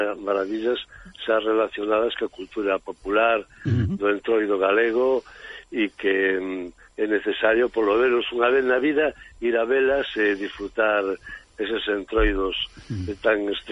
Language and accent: Galician; Redondela, Galicia, Spain; now in Porriño, Spain; a miña residencia teño en Porriño, ainda que son de Redondela, estamos ao lado